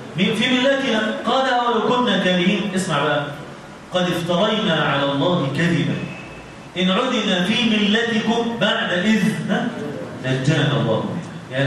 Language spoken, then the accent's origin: Arabic; Egypt; يعني إحنا كلنا مصريين ولا مش مصريين؟ ها؟ مصري.